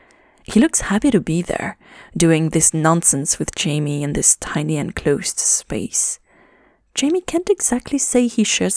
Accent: Toronto, Ontario, Canada; I know we're from Toronto, but it happens.

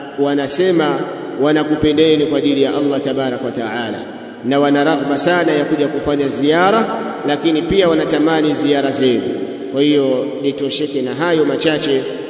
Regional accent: Mwanza, Tanzania; sisi ndugu zenu katika mji wa Mwanza, sababu mimi natokea Mwanza

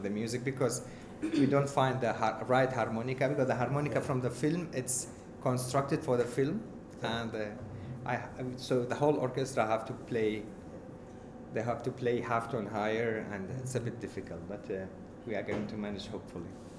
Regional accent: Iraq; English is a second language; I'm from Iraq, I must teach him Iraqi music or Kurdish music or Arab.

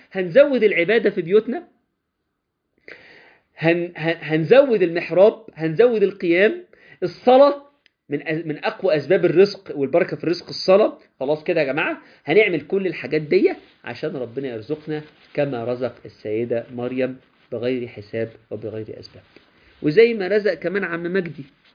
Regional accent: Minya Governorate, Egypt; انا بفتخر ان انا من الارياف يا جماعه، انا من ارياف المنيا.

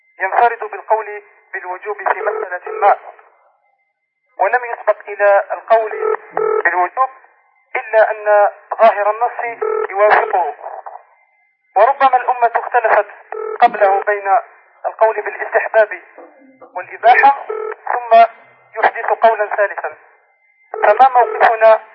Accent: Algeria; نحن طلبة من الجزائر

